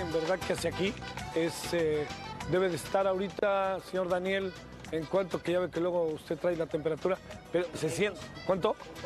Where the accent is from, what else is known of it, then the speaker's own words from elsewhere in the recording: Mexico City, Mexico; en general el calor es difícil para los que venimos como de la Ciudad de México